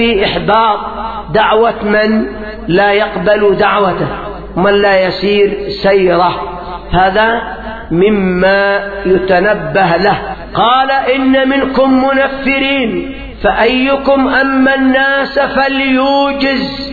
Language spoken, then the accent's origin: Arabic; Yemen; في الوقت الراهن عندنا في اليمن خصوصا في المحافظات الشمالية